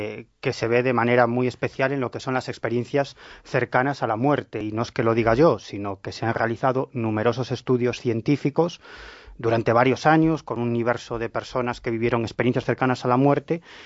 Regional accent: Galicia, Spain; Yo siempre digo que soy un gallego del sur.

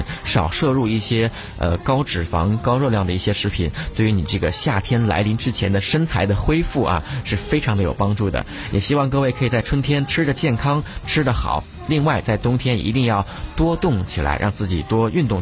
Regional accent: Beijing, China; 咱们北京人都特别喜欢吃这一口

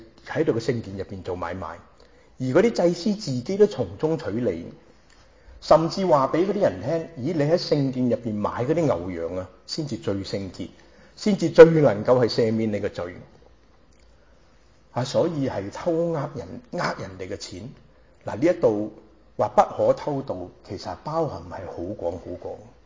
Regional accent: Hong Kong; born there; 我呢就係上海人，喺香港出世。

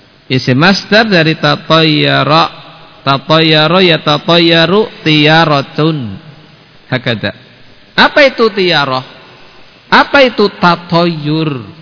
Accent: Banyumas, Central Java, Indonesia; Sebagaimana sebagian orang di tempat kita, orang Banyumas itu apesnya konon hari Sabtu apa?

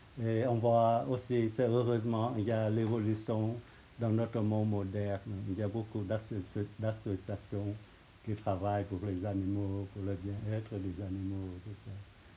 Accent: Vietnam; moi je suis vietnamien, il y a le pays, il y a mes parents, il y a des ancêtres, tout ça.

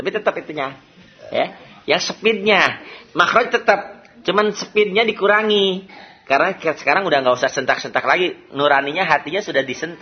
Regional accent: West Java, Indonesia; Ingat, jangan ingat saya nih orang Sunda, jangan. Enggak bisa F, ya.

